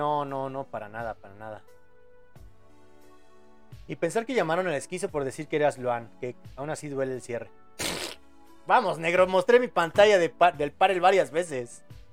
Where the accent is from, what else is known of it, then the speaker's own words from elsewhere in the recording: Mexico; No, yo también soy de México.